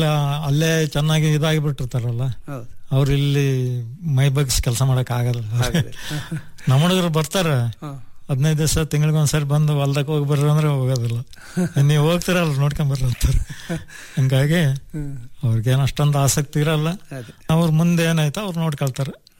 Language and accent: Kannada; Chitradurga, Karnataka, India; also born or lived in Talavatti; ನಾನು 5th standard ಇದ್ದಾಗನೆ ತಾಳ್ವಟ್ಟಿಯಿಂದ Chitradurga ಬಂದೆ 1916